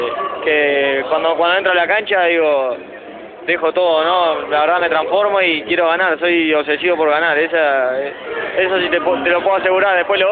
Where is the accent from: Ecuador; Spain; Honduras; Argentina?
Honduras; te lo digo como hondureño.